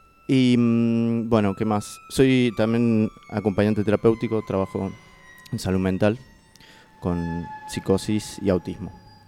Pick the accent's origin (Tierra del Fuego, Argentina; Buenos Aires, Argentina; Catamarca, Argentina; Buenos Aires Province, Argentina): Catamarca, Argentina; now in Córdoba, Argentina; soy artista nacido y criado en Catamarca, en el noreste de Argentina, pero ya resido en Córdoba hace 12 años aproximadamente, mitad cordobés, mitad catamarqueño.